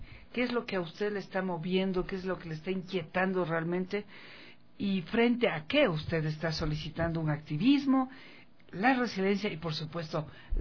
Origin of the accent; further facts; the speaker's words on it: Ecuador; que signifique una propuesta para mejorar nuestro nivel de vida como ecuatorianos